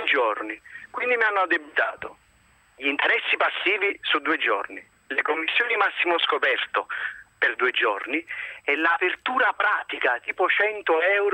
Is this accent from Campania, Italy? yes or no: yes; Naples, Campania, Italy; appunto sono di Napoli